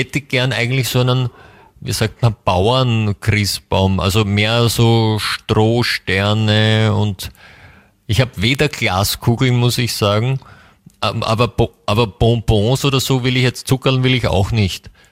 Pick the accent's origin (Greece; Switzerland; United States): United States; first language English; German is a second language; Ja, er sagt so Muttersprache. Ja, der kommt auch aus Amerika. Also so. Beide Eltern.